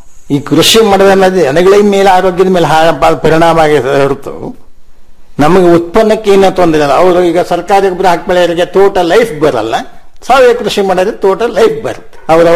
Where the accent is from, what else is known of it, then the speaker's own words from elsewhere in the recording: Hosakote, Karnataka, India; ಅಲ್ಲೇ ಹೊಸಕೋಟೆ ಅಂತ ನಮ್ಮ ಊರು. ಆ ಊರ್ ಮುಳುಗಡೆ ಆದ್ಮೇಲೆ ನಮ್ಮ ತಂದೆ 4 ಕಡೆ ಆಸ್ತಿ ಮಾಡಿದ್ರು.